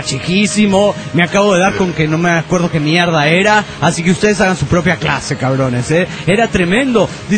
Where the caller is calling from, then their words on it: León, Guanajuato, Mexico; de León, Guanajuato, México.